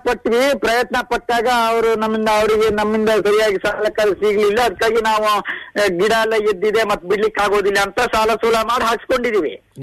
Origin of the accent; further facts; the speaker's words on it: Sagar, Karnataka, India; ಸಾಗರದಲ್ಲಿ ಸರ್ ನಮ್ದು ಕಲ್ಲಲ್ಲ ಗುಡ್ಡಿ ಅಂತ ಬರುತ್ತೆ.